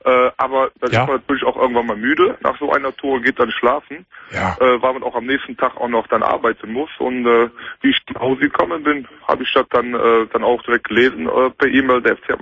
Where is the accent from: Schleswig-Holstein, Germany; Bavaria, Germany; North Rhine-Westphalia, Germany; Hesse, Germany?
North Rhine-Westphalia, Germany; Cologne; Ich bin Kölner durch und durch.